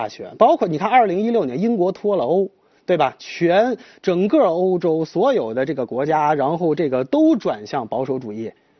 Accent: China; 我觉得我们中国人受益。

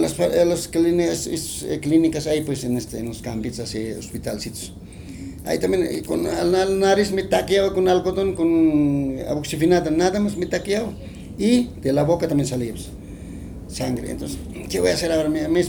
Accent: Guatajata, La Paz, Bolivia; yo tengo puro en mi pueblo de Guatajata, mis familiares, mis cuñados, todos hacen tejido.

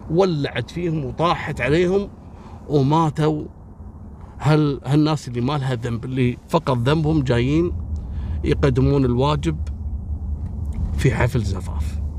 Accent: Kuwait; عندنا في الكويت

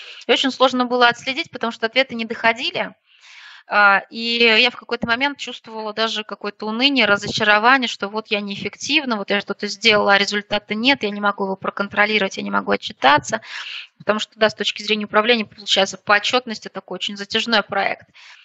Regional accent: Moscow, Russia; now in Odintsovo, Russia; Я когда появилась в этом городе, в Одинцово, я сама из Москвы

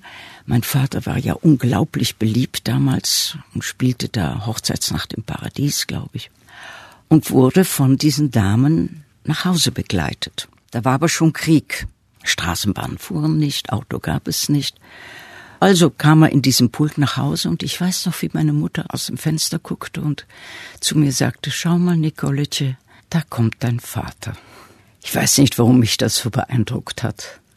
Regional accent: Berlin, Germany; also born or lived in Potsdam; das war in Berlin, da lebten wir am Anfang meines Lebens. Ich wurde in Potsdam geboren.

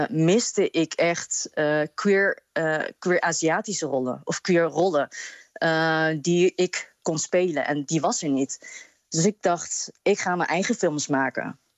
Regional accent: Apeldoorn, Gelderland, Netherlands; now in Rotterdam, Netherlands; Ik ben geboren en getogen in Apeldoorn.

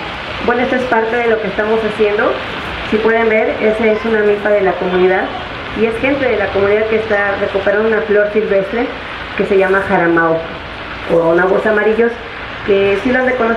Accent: Santa Cecilia Tepetlapa, Mexico City, Mexico; Vengo de Santa Cecilia Tepetlapa. Todos lo conocen, es un pueblo que está ubicado en los pueblos de la montaña.

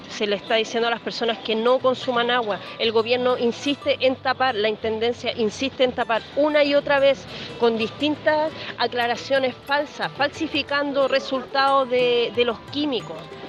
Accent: Quintero, Valparaíso, Chile; soy quinterana, nací y criada en Quintero. Mi familia está en Quintero, mis amigos están allá

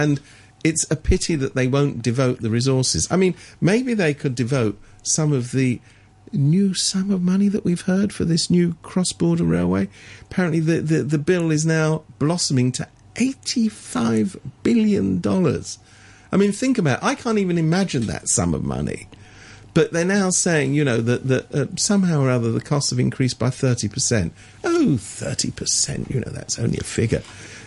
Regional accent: England, United Kingdom; I was brought up in England

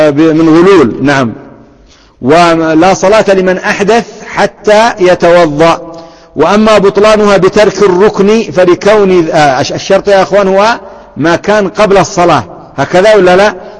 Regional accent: Yemen; فيسمى هذا عندنا في اليمن غيان

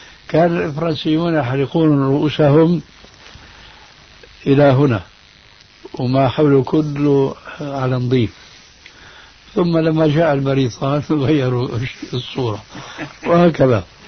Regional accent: Syria; لما انسحب الإفرنسيون من بلادكم الجزائر أو من بلادنا سوريا أو من غيرها

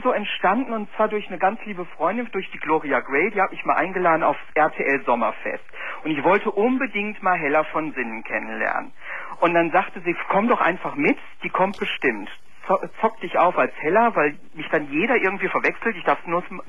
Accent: North Rhine-Westphalia, Germany; born there; Also mein Geburtsort ist eigentlich Ruhrpott so, ne?

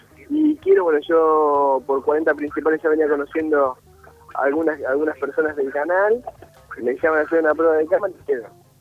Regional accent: Trenque Lauquen, Buenos Aires Province, Argentina; yo vine de Trenquelauca, no conocí un subte

